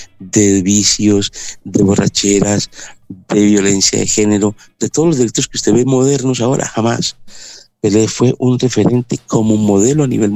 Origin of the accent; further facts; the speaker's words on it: Colombia; Estoy aquí en Colombia, en mi tierra.